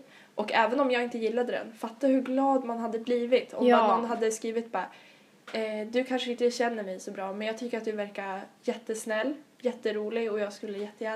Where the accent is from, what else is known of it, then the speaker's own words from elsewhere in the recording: Sweden; Att vi är svenskar.